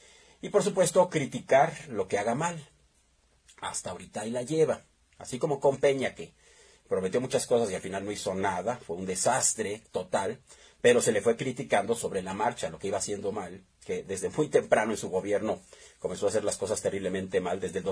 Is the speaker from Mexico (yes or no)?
yes; Mexico; lo que tenemos que hacer como mexicanos es apoyarlo